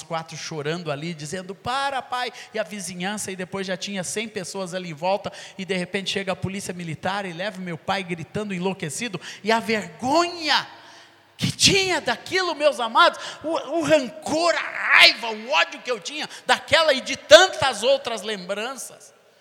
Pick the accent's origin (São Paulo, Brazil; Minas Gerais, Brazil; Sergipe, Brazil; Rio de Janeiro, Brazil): Minas Gerais, Brazil; Coronel Fabriciano; born there; eu sou mineiro porque meu pai trouxe minha mãe grávida para ter um filho mineiro, e eu fui esse abençoado, né, que nasci nessa terra aqui, lá em Coronel Fabriciano, e depois todos meus irmãos nasceram no sul